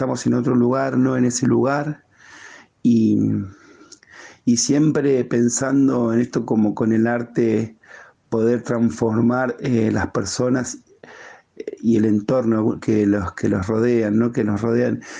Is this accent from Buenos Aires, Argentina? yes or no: yes; Buenos Aires, Argentina; Soy de Capital Federal, Argentina, en el barrio de Barracas y dentro del barrio de Barracas en una villa, en la villa 2124. Nací acá, vivo acá